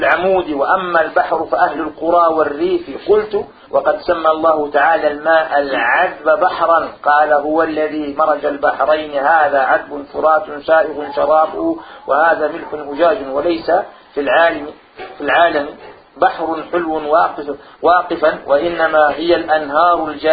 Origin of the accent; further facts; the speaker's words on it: Morocco; أنا مغربية